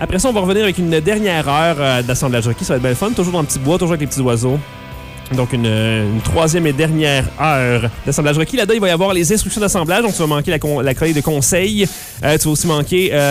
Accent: Trois-Rivières, Quebec, Canada; Pas à Shawinigan, en tout cas, je suis de Trois-Rivières.

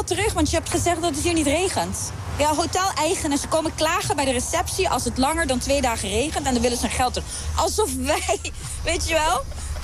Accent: Aruba; Als wij als Arubanen blij zijn, dan klagen ze.

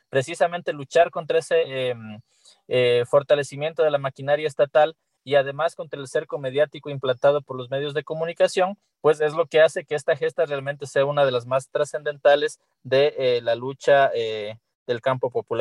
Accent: Ecuador; el contexto tan dramático que hemos tenido que vivir como humanidad y como pueblo ecuatoriano

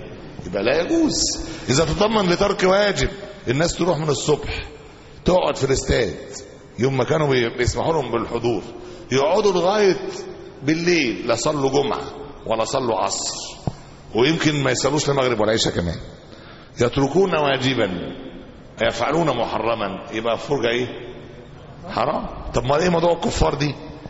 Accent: Egypt; احنا عندنا في مصر هنا

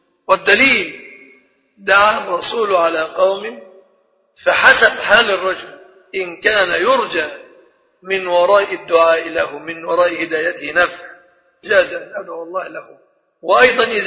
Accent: Egypt; فالحمد لله أننا كمصريين

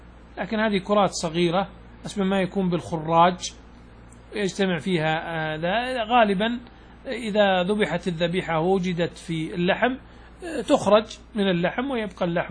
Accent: Saudi Arabia; هذا العادة قل أن تسلم بنوع من البهائم يعني من الضأن عندنا في السعودية

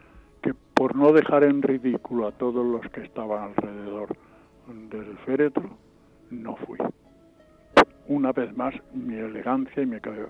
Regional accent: Spain; yo me siento muy español, muy clarito, y desde luego en mí no va a haber nunca ni mentira ni traición a mis Españas.

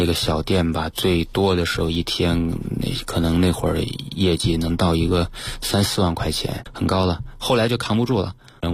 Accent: Changde, Hunan, China; 所以当时是跑回到这个我老家常德

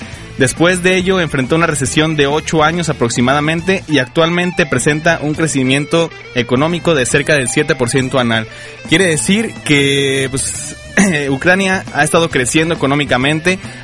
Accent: Mexico; como buen mexicano

